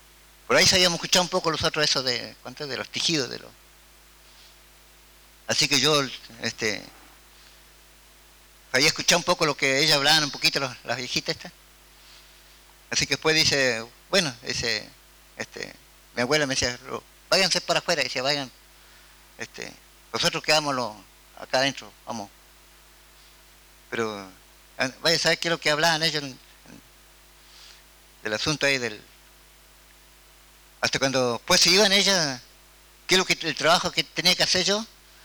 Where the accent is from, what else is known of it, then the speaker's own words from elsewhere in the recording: Cuesta del Ternero, Río Negro, Argentina; de Cuesta del Ternero, pertenezco a la comunidad también Pichún